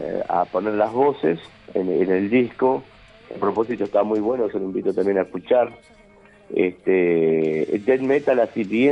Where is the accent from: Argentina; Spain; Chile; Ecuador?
Argentina; Claypole, Buenos Aires Province; los que vivimos más cerca es Norberto Oviedo, el guitarrista, y yo, somos de acá de Claypole.